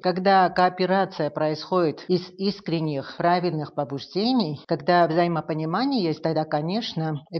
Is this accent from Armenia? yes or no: yes; Armenia; я как первая армянка, которая туда поехала